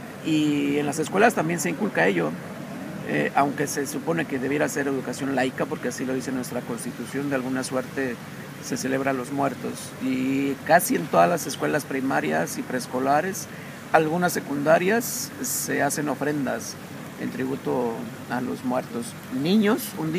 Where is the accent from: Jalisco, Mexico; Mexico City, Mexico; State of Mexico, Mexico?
Mexico City, Mexico; Yo nací en el Distrito Federal, en lo que es la capital del país donde yo nací. Ahí vivo, ahí trabajo durante 46 años.